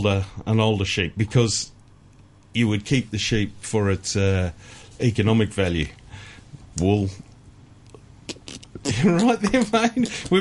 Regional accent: Cape Town, Western Cape, South Africa; born there; I was born in Cape Town.

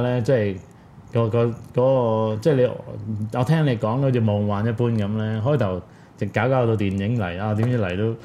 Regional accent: Hong Kong; 點解會覺得我哋香港人比唔上外國人呢

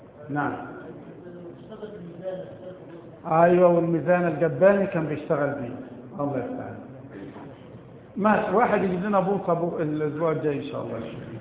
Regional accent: Egypt; البوص عندنا في مصر ثلاث أنواع

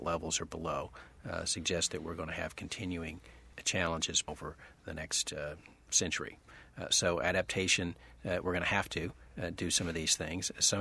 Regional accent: Louisiana, United States; I grew up in South Louisiana. We're seeing that happen all the time.

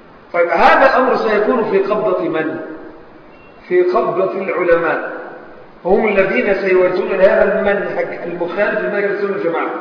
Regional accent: Egypt; يعني مثلا عندنا في مصر، عندنا في مصر مثلا

